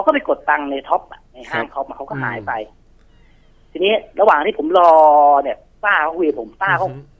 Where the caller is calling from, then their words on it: Bangkok, Thailand; แถวย่านบางกะปิแล้วไงครับผม